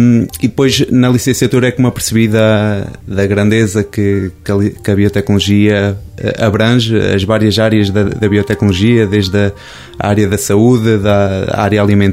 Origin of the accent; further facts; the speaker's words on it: Lorvão, Coimbra, Portugal; sou natural de Lorvão, pertenço ao concelho de Penacova, fica sensivelmente uma hora daqui, pronto, tenho 28 anos